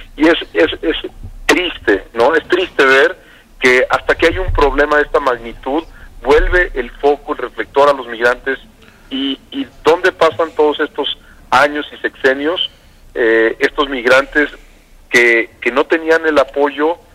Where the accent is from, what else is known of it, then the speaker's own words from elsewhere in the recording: Guanajuato, Mexico; pero pues soy de Guanajuato, conozco su trayectoria